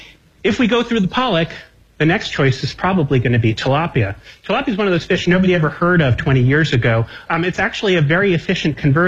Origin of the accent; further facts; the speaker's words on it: Connecticut, United States; This is my home state of Connecticut.